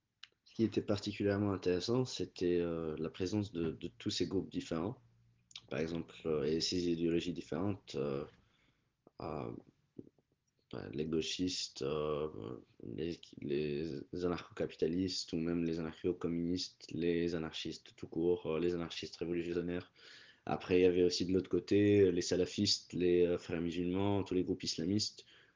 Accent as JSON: {"language": "French", "town": "Cairo", "region": "Cairo Governorate", "country": "Egypt", "tie": "born or raised there", "said": "Je suis égyptien, copte. J'ai grandi en Égypte, au Caire, particulièrement, sous le régime de Moubarak"}